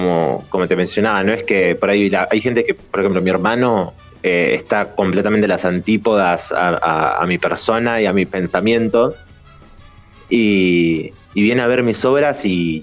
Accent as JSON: {"language": "Spanish", "town": "Quilmes", "region": "Buenos Aires Province", "country": "Argentina", "said": "Y todo con chicos de acá, todos con chicos de Quilmes, somos todos de Quilmes"}